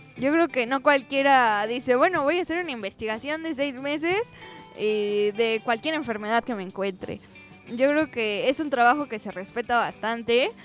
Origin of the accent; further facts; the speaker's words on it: Mexico; Y pues como mexicanos